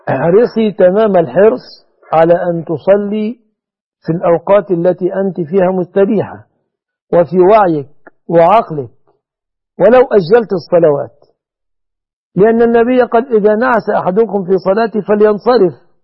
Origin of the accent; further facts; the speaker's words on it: Egypt; وما فعله أرجاس أنجاس من رفع الأعلام التي تجوز فعل قوم لوط في بلادنا مصر أثمة ظلمة دخلاء على مصر